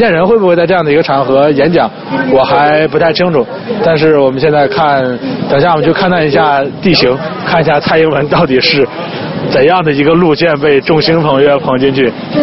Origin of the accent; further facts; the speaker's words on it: China; 就是我们大陆人都知道的